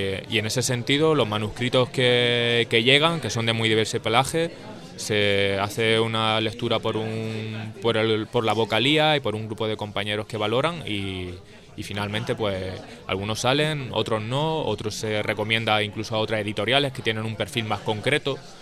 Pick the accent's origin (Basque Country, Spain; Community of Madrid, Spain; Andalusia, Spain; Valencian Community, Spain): Andalusia, Spain; Jaén; yo particularmente soy de Jaén. Jaén es una zona de Andalucía predominantemente marxista a nivel histórico